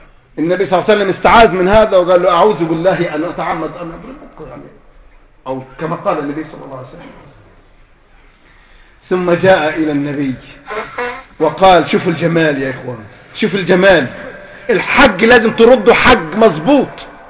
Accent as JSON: {"language": "Arabic", "country": "Egypt", "said": "يعني عندنا في مصر كده"}